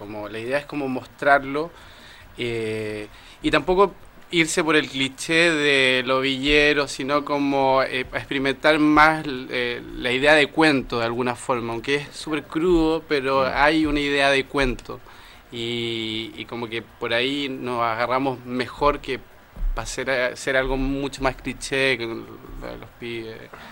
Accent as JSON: {"language": "Spanish", "country": "Chile", "moved": "as an adult", "lives_now": "Argentina", "said": "soy chileno, pero vivo hace 6 años acá."}